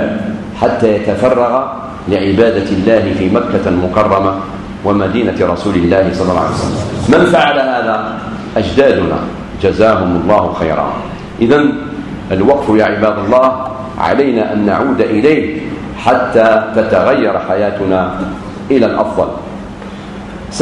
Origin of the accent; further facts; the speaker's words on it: Algeria; خاصة في بلادنا الجزائر